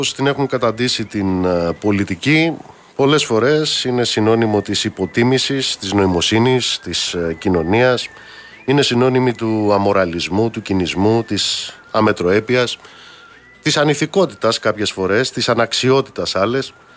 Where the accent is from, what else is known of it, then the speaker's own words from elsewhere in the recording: Amaliada, Western Greece, Greece; Είναι σαν το νοσοκομείο στην Αμαλιάδα, στην πατρίδα μου